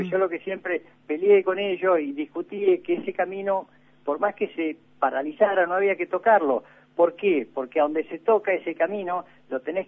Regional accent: Argentina; somos argentinos. Claro. Estamos en la provincia, le dije.

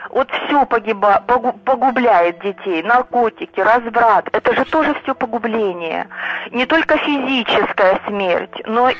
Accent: Taganrog, Rostov Oblast, Russia; Я из Таганрога.

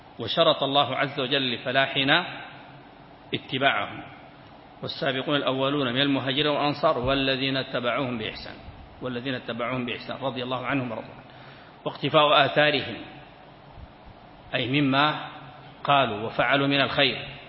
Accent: Sudan; كان عندنا في السودان

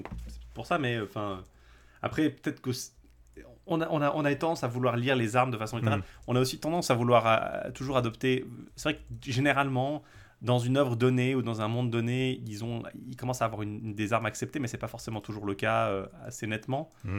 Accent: Romandy, Switzerland; Tout ce qui est allemand est nécessairement suisse-allemand parce que je suis suisse-roman.

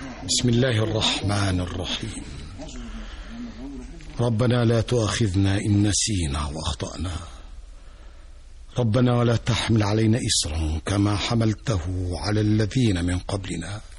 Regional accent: Daqadous, Dakahlia, Egypt; في قريتي داقادوس كانت الجذور الأولى، الأب والأم والإخوة والأهل والأحباب والصحاب والناس الطيبون.

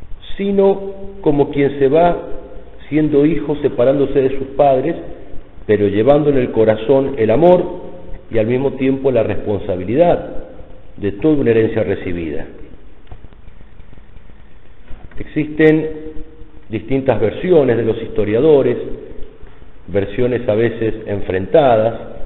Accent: Argentina; como argentinos, tenemos la obligación ante Dios de rescatar a la patria de su cautiverio

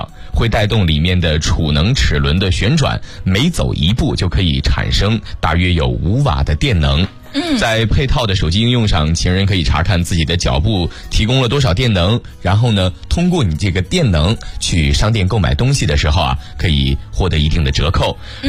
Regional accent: China; 我们中国人啊一般不会戴个绿色的帽子

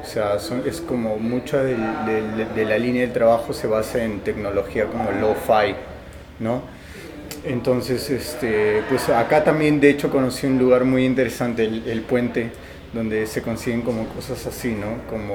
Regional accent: Lima, Peru; de Lima, Perú.

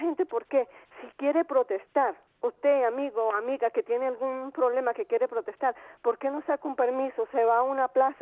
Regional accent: Venezuela; le hago un llamado como venezolana.

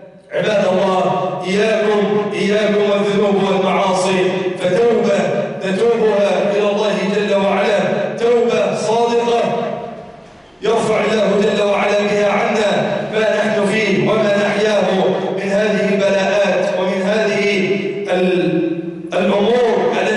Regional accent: Egypt; اللهم اجعل بلدنا مصر أمن الأمانة

